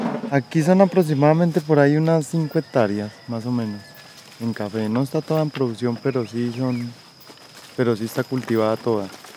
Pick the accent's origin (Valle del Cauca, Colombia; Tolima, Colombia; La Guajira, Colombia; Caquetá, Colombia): Caquetá, Colombia; San Vicente del Caguán; now in Huila, Colombia; Soy de San Vicente del Caguán, Caquetá. Antes trabajaba con la coca en cuando la zona de extensión. Ahora vivo por acá en el Huila, trabajo con el café.